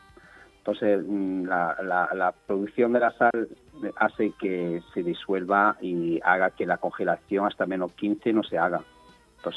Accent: France; Spanish is a second language; moved away; Es que yo soy de Francia y tenemos nevada así.

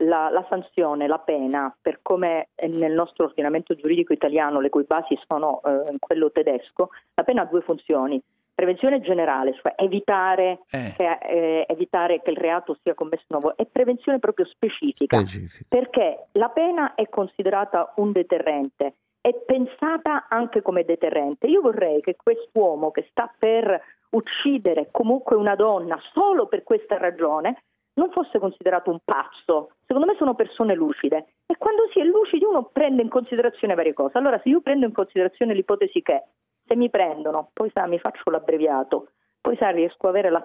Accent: Palermo, Sicily, Italy; Io sono sempre stata tifosa, perché essendo palermitana

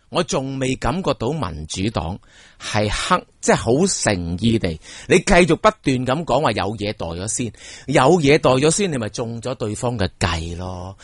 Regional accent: Hong Kong; 我系香港普通嘅市民

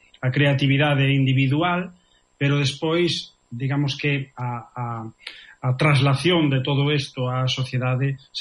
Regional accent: A Coruña, Galicia, Spain; also born or lived in Vilalba; realmente eu son natural de Vilalba, dunha parroquia de Vilalba que se chama Lanzós. Bueno, despois eu crieime na Coruña.

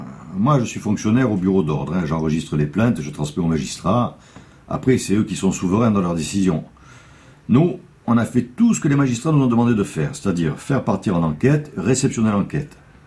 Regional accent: Corsica, France; Non, je ne suis pas d'origine corse, je suis corse.

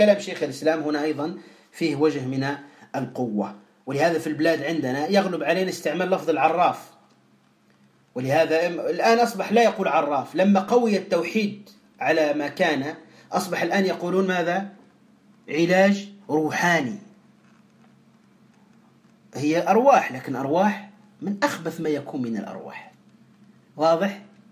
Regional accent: Tunisia; كهذا الرجل الذي اشتهر عندنا في تونس وتأتيه الناس بالآلاف

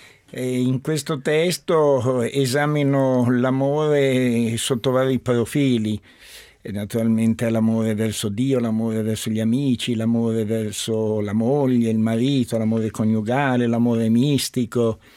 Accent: Turin, Piedmont, Italy; born there; è una famiglia sefardita la mia, che poi all'inizio del secolo si era trasferita a Torino. E già mio padre era nato a Torino e quindi anch'io sono nato a Torino.

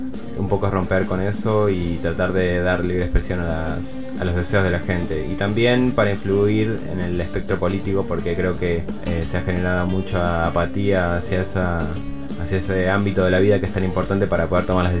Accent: Argentina; now in Barcelona, Spain; estoy aquí, soy de Argentina, llegué hace 3 meses.

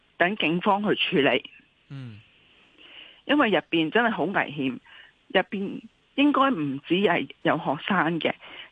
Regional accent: Hong Kong; 我自己都系土生土长香港人嚟嘅

